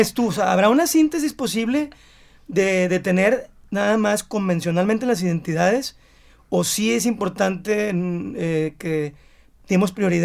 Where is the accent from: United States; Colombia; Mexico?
Mexico; que soy mexicano